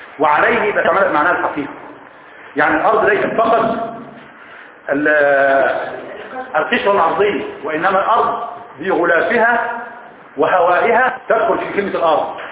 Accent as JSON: {"language": "Arabic", "country": "Egypt", "said": "بيقولوها المصريين صح ما انا منهم انا مصري برضه"}